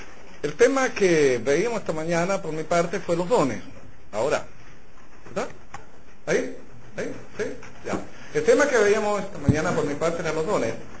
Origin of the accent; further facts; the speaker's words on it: Chile; como buenos chilenos, siempre dejamos todo para el final